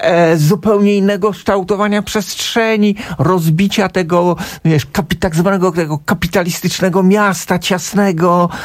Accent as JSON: {"language": "Polish", "town": "Warsaw", "region": "Masovian Voivodeship", "country": "Poland", "tie": "born or raised there", "said": "ja jestem warszawiakiem z pierwszego pokolenia, ja się urodziłem na Muranowie, ale moja mama przyjechała z Krakowa tutaj, a tata z Łodzi."}